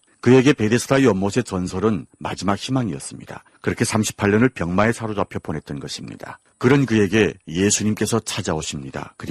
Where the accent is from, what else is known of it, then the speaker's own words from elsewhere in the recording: Hamhung, South Hamgyong, North Korea; now in Seoul, South Korea; 저는 함흥에서 온